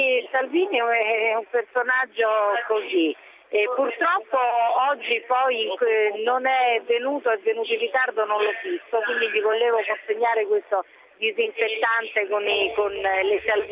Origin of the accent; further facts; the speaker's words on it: Rome, Lazio, Italy; born there; also born or lived in Naples; Noi siamo italiani, per di più napoletani, io sono nata a Roma ma napoletana d'adozione